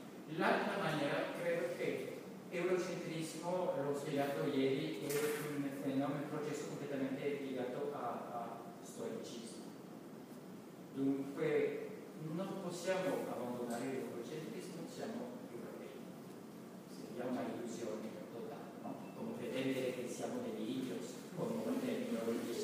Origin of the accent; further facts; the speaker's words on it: China; Italian is a second language; Come cinese, non voglio dire che è lo stesso